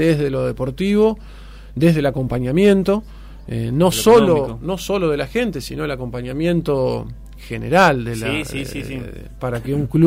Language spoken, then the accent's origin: Spanish; Río Tala, Buenos Aires Province, Argentina; yo me crié en Río Tala.